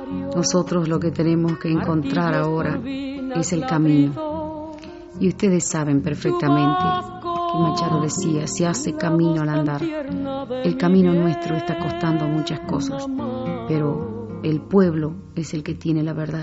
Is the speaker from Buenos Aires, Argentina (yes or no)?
no; Tucumán, Argentina; born there; Yo nací en Tucumán. Tucumán es una pequeña ciudad que está al noroeste de la capital federal de la República Argentina.